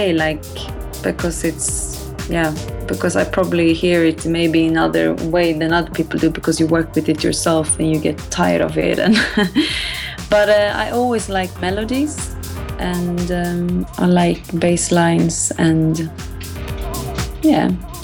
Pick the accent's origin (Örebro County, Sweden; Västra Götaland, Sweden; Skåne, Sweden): Örebro County, Sweden; Örebro; moved away as an adult; also born or lived in Stockholm; now in Berlin, Delaware, United States; I'm from Sweden, originally from Örebro. I lived in Stockholm before I moved to Berlin like 5 years ago.